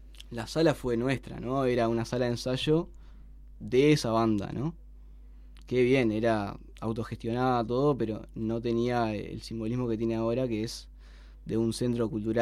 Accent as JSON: {"language": "Spanish", "region": "Montevideo", "country": "Uruguay", "said": "No. Yo era de Uceo"}